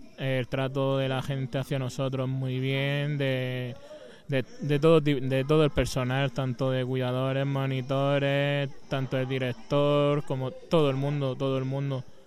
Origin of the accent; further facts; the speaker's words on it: Cartagena, Region of Murcia, Spain; now in Almería, Spain; Pues yo tuve que venirme de Cartagena, de Murcia. Tuve que venirme aquí a Almería porque no encontraba nada